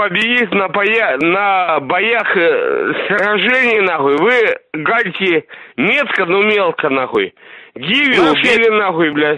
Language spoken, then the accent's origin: Russian; Russia; Ну, я-то не из Украины, я из России.